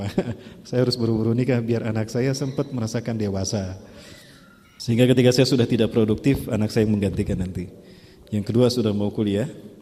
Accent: Bandung, West Java, Indonesia; Saya asli dari Bandung. Saya kelahiran Karasak, Muhammad Toha. Ibu saya orang Bojong Soang, Dayakolot, Buah Batu, yang sekarang menjadi Telkom University. Itu dulu kampung halaman saya, ibu saya.

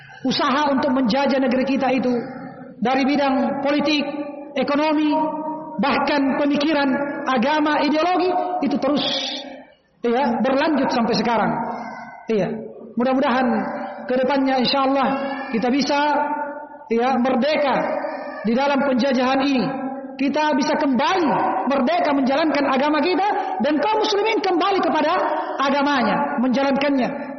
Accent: Kajang, South Sulawesi, Indonesia; Dan ini banyak di kampung saya di Kajang, banyak orang menafsirkan pakai bahasa Konjo.

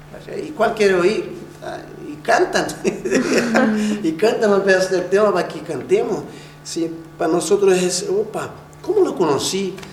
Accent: Brazil; Spanish is a second language; now in Chile; cuando tú te presentas en algún lado y dices, yo soy brasileño, al tiro dices, ¡oh, y samba!

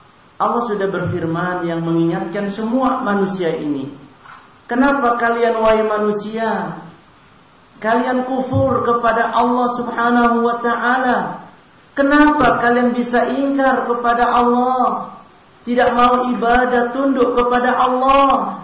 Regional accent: Ciamis, West Java, Indonesia; born there; also born or lived in Ambon; karena kami lama di Ambon, juga kami lahir di Jawa Barat Ciamis, sehingga mungkin untuk bahasa Jawanya kagok.

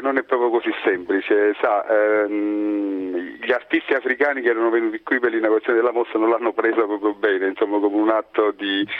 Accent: Casoria, Campania, Italy; born there; sono nato a Casoria

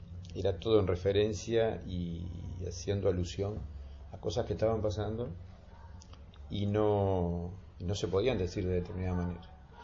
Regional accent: Montevideo, Uruguay; Yo soy del Cerro de Montevideo

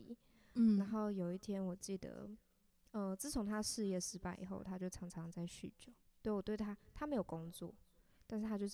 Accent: Taipei, Taiwan; 毕竟我是个台北人

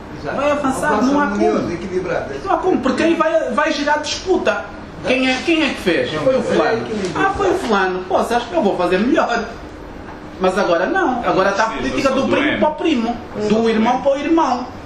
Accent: Angola; Eu sou angolano de pedra, cal, de, seja lá onde for.

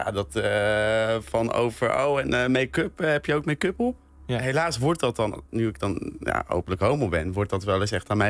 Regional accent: Urk, Flevoland, Netherlands; Ik kom zelf van Urk. En dat is best wel een christelijk dorp. En heel erg behouden ook.

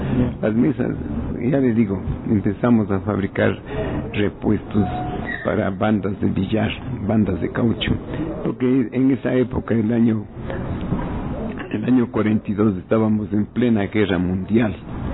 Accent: Quito, Pichincha, Ecuador; moved away; also born or lived in Guaranda; Yo nací en Guaranda y a los 8 años ya me mandaron a Quito. Así que crecí en Quito solo.

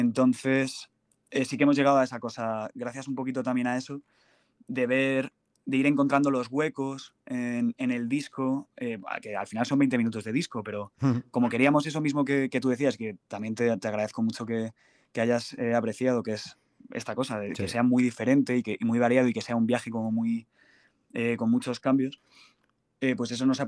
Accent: Madrid, Community of Madrid, Spain; yo de Campamento. Entonces los dos estudios, uno está en Campamento y el otro en Alto de Extremadura. Aquí en Madrid.

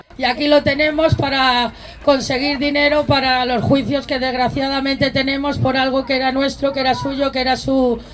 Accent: Community of Madrid, Spain; estoy en un lugar que es mi nacimiento, mi pueblo

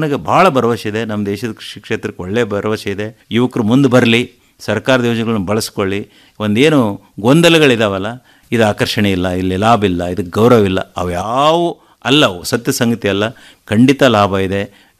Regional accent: Morab, Karnataka, India; ನಮ್ಮೂರಲ್ಲಿ, ನಾವು ಮೊರಬ್ ಗ್ರಾಮದ ನಮ್ಮದು

